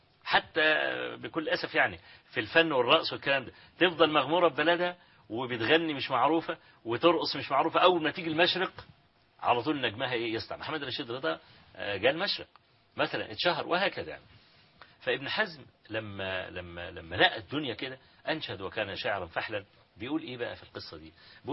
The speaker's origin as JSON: {"language": "Arabic", "town": "Hawin", "region": "Kafr El Sheikh Governorate", "country": "Egypt", "tie": "born or raised there", "said": "مسألة حوين يعني قرية قابعة كده في مركز تبع مركز الرياض في محافظة كفر الشيخ"}